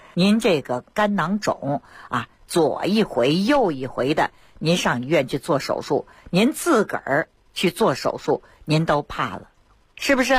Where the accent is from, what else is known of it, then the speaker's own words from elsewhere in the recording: Beijing, China; 我老北京了我。